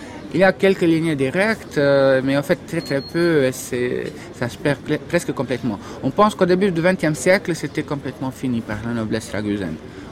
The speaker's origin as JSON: {"language": "French", "town": "Dubrovnik", "region": "Dubrovnik-Neretva County", "country": "Croatia", "said": "je suis de Dubrovnik, je suis très ancré, très profondément amoureux de ma ville, de ce territoire, de la Croatie en général aussi."}